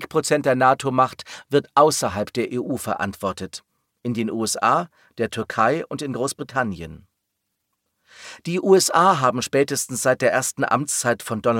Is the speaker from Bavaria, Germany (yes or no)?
no; Berlin, Germany; im Westteil meiner Heimatstadt Berlin.